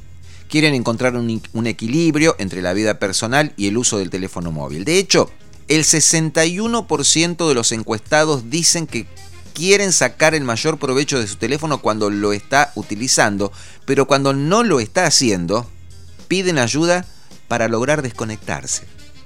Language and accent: Spanish; Argentina; Porque soy argentino y hablo en español.